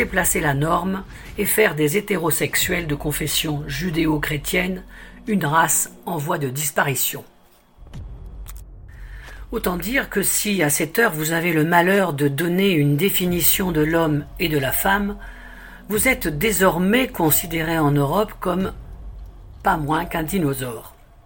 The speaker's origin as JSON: {"language": "French", "country": "Belgium", "said": "comme chez nous en Belgique avec la loi pandémie"}